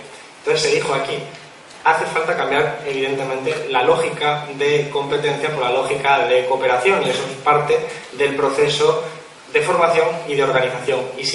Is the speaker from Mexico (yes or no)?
no; Málaga, Andalusia, Spain; Yo vengo de Málaga, 40% de paro en términos generales